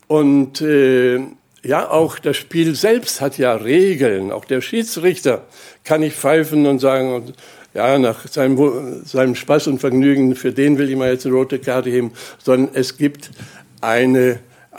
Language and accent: German; Germany; Und ich bin da so ganz mit dabei, ich bin ja Deutscher.